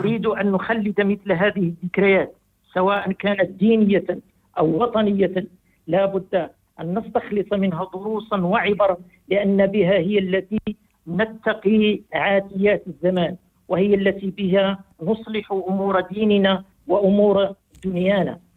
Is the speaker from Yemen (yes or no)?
no; Morocco; وفي بلدنا المغرب